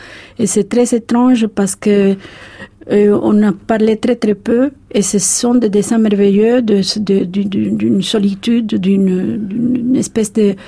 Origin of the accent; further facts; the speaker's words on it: Havana, Cuba; now in Paris, France; c'est vrai que j'aime beaucoup Paris, mais ma ville natale me manque beaucoup plus.